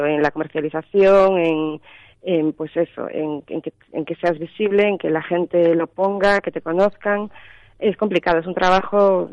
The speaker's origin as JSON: {"language": "Spanish", "town": "Cuntis", "region": "Galicia", "country": "Spain", "tie": "born there", "said": "Sí, bueno, yo no, yo nací en Cuntis."}